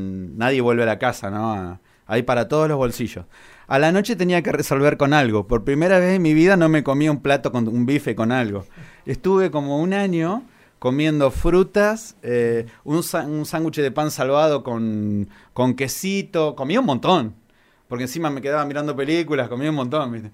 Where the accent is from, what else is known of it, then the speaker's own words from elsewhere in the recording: Argentina; Porque si soy argentino, que no la haya hecho en Argentina.